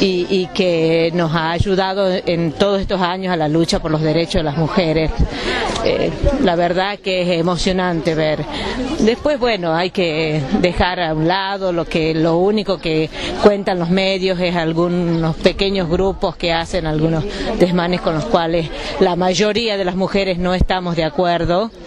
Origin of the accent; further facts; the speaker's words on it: Tucumán, Argentina; de Tucumán.